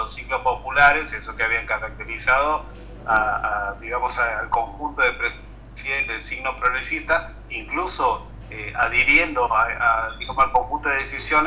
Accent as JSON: {"language": "Spanish", "country": "Argentina", "said": "nosotros como argentinos hacemos el porte en 2015"}